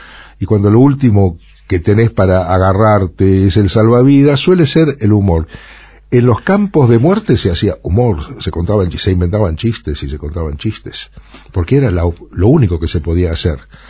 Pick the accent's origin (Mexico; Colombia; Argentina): Argentina; Buenos Aires; Y yo soy un rusito del 11. Nací y me crié en el 11, en Corrientes y Pueyrredón.